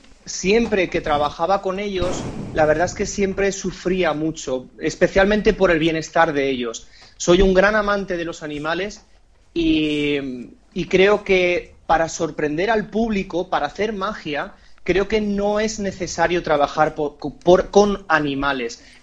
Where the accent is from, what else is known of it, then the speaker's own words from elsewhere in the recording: Palma de Mallorca, Balearic Islands, Spain; born there; yo nací en Mallorca, en Palma de Mallorca, que sabéis dónde está